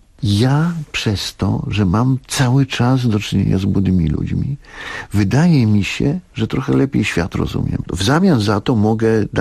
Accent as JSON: {"language": "Polish", "region": "Masovian Voivodeship", "country": "Poland", "tie": "born or raised there", "said": "bo ja jestem chłopakiem ze Starówki"}